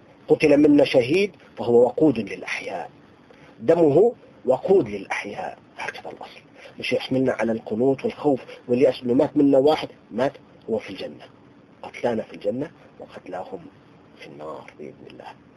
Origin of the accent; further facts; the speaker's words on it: Tartus, Tartus Governorate, Syria; عايش معهم 20 سنة. فأنا ابن طرطوس